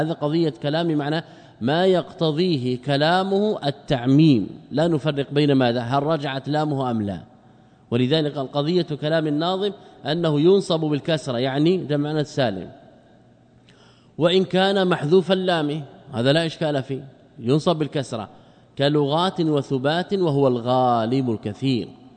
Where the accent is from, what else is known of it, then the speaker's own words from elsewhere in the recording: Morocco; نحن من المغرب ماذا نقول؟